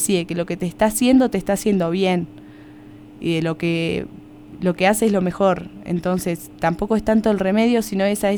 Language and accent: Spanish; Uruguay; moved away; Claro, esa era mi creencia cuando yo llegué de Uruguay.